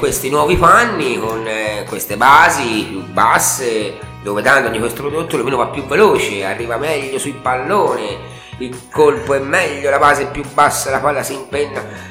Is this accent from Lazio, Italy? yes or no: no; Montevarchi, Tuscany, Italy; io sono di Montevarchi e mi ricordo che da ragazzo giocavo in Piazza della Repubblica